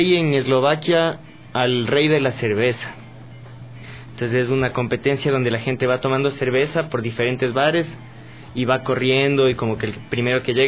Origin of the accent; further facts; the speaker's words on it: Ecuador; Como que nos veían regando cerveza, así como que, como típico ecuatoriano.